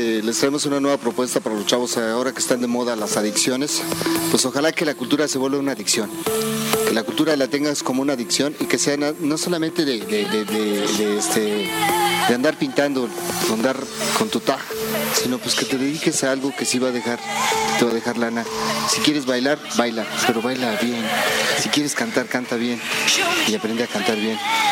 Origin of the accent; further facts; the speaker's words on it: Mexico; Y como mexicanos nos tenemos que sentir muy orgullosos